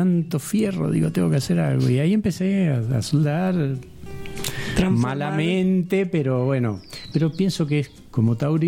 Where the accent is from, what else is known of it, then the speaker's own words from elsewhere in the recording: Mendoza, Argentina; born there; moved away as an adult; En el desierto Lavallino, a 70 kilómetros de Mendoza. Pero no, yo salí de Mendoza con 18, 20 años, ese viaje que digo, Latinoamérica, y después he vuelto, he estado un año, pero tengo contacto familiar y demás, pero a vivir no.